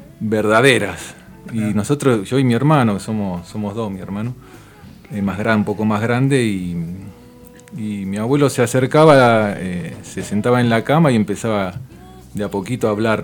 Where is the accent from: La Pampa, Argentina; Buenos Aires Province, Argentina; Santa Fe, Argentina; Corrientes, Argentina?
Buenos Aires Province, Argentina; Wilde; En Wilde. En un barrio.